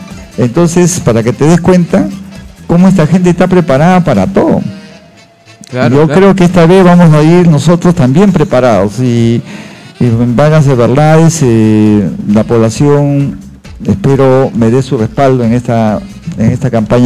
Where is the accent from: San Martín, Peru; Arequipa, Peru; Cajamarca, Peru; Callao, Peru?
Callao, Peru; Yo soy chalaco, nací en el Callao y voy a seguir viviendo en el Callao.